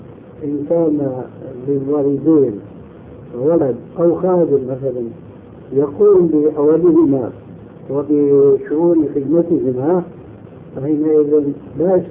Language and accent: Arabic; Syria; وعندنا في الشام يعملون ذلك